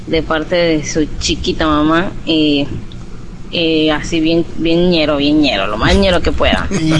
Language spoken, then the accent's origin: Spanish; Mexico City, Mexico; por cierto también soy chilanga, soy del DF.